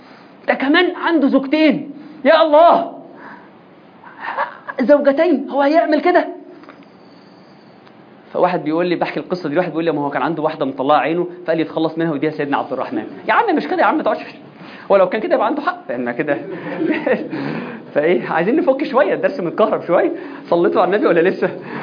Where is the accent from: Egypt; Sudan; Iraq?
Egypt; إحنا مصريين في الحتة دي،